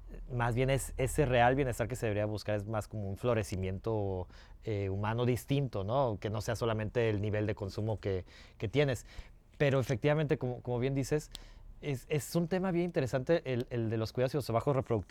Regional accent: Guadalajara, Jalisco, Mexico; born there; en el barrio donde yo nací, que es en el oriente de Guadalajara, que es una zona... pues sé que Guadalajara es una ciudad muy segregada, entonces no es una zona rica para nada.

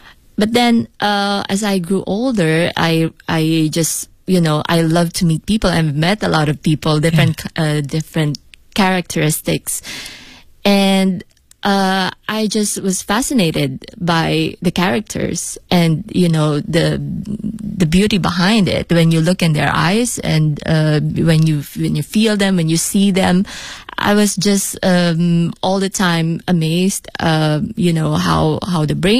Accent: Philippines; now in Beijing, China

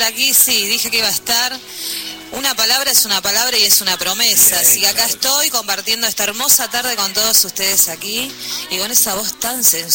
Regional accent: Posadas, Misiones, Argentina; vengo de la tierra colorada.

